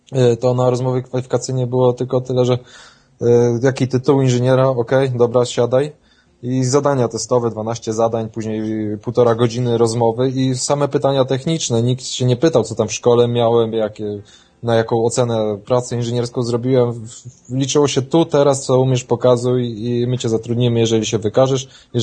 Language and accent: Polish; Wrocław, Lower Silesian Voivodeship, Poland; bo jestem z Wrocławia, życie we Wrocławiu jest trochę drogie